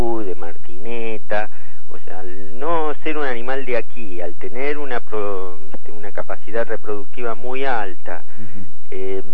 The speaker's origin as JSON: {"language": "Spanish", "town": "General Villegas", "region": "Buenos Aires Province", "country": "Argentina", "tie": "born or raised there", "said": "yo me crié en General Villegas, en la provincia de Buenos Aires. Ajá. Después, bueno, estudié en Buenos Aires"}